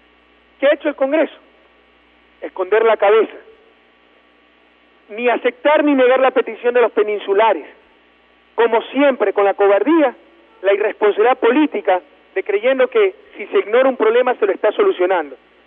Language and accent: Spanish; Guayas, Ecuador; la provincia de Guaya, mi provincia natal.